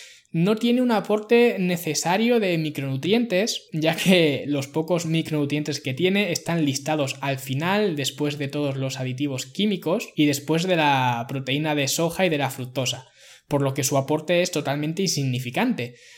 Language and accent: Spanish; Ciudad Real, Castilla-La Mancha, Spain; Yo no soy de una gran ciudad, soy de Ciudad Real, que tiene menos de 100.000 habitantes.